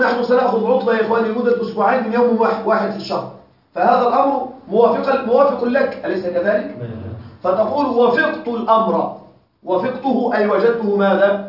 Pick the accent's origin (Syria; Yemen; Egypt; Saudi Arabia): Egypt; عندنا في مصر أكلة مشهورة جدا تسمى الكوارع